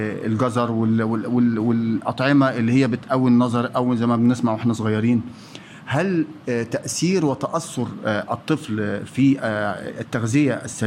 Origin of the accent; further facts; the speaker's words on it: Egypt; وحضرتك عارف وانا مصري وحضرتك مصري